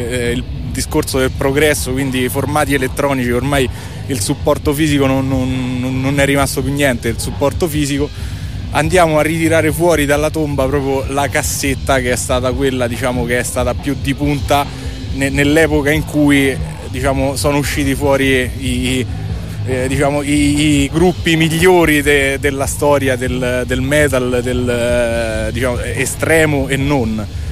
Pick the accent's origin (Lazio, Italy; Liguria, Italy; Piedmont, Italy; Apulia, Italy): Lazio, Italy; Da provincia di Viterbo, quindi sì, stiamo parlando della zona della Tuscia.